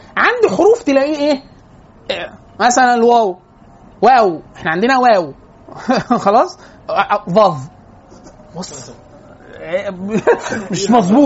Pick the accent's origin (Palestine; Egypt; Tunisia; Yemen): Egypt; Cairo, Cairo Governorate; احنا انا وانت من القاهره القاهري يعرف حاجه اسمها قف